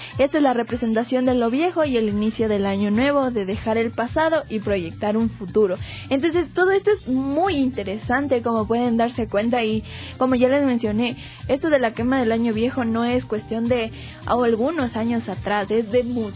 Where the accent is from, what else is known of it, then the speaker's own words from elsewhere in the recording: Ecuador; nos hacen como que unirnos un poquito más como familia, como personas, como ecuatorianos sobre todo